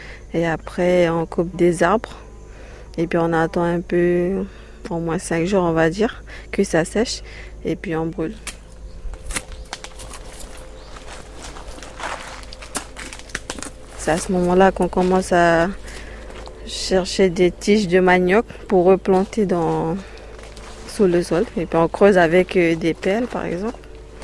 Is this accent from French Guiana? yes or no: yes; French Guiana; first language Wayana; French is a second language; Et puis notre langue maternelle, c'est le Wayana. Mais après, ça a changé beaucoup depuis parce que on mélange beaucoup en fait. On met du créole, on met du français, on met un peu du taki-taki au fond.